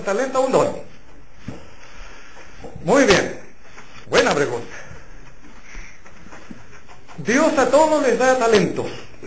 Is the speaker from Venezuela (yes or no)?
no; Chile; como buenos chilenos, siempre dejamos todo para el final